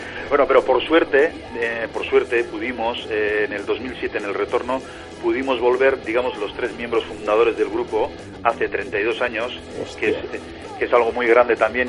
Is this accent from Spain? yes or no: yes; Basque Country, Spain; first language Basque; Spanish is a second language; El euskera, sí.